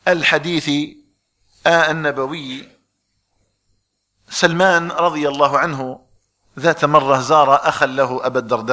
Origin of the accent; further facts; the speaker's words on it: Algeria; نسأل الله تبارك وتعالى أن يجعل بلدنا الجزائر آمنا مطمئنا وسائر بلاد المسلمين.